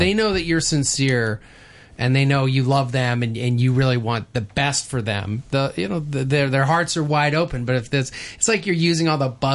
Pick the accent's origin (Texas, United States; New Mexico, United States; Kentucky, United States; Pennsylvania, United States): New Mexico, United States; I say I'm from New Mexico, and people say, wow, your English is good